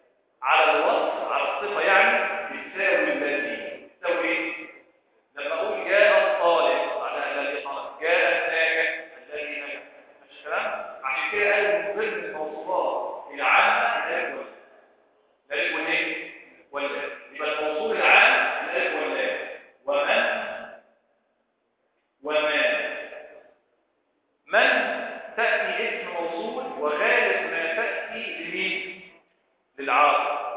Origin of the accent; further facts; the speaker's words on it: Egypt; بس ليه مش مشهورة عندنا في مصر؟